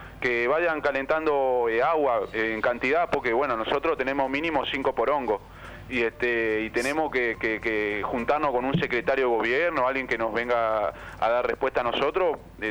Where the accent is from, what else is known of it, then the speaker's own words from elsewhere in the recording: Canelones, Uruguay; Yo vengo de Canelones.